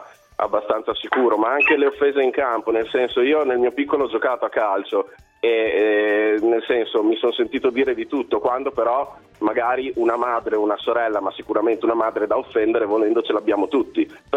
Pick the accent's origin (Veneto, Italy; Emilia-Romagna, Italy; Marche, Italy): Emilia-Romagna, Italy; Modena; è di origine brasiliana, ma sono modenese.